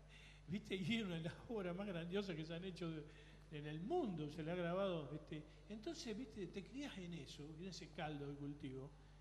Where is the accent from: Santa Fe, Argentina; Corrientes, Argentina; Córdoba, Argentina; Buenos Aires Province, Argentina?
Buenos Aires Province, Argentina; San Pedro; Yo nací en la capital. Al año mi vieja era de acá y se vinieron para acá.